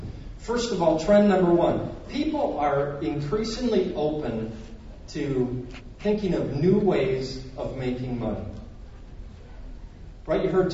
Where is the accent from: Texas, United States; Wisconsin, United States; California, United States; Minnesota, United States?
Minnesota, United States; I'm from Minnesota.